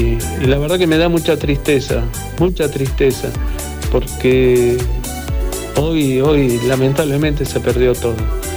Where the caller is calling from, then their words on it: Quilmes, Buenos Aires Province, Argentina; de Quilmes.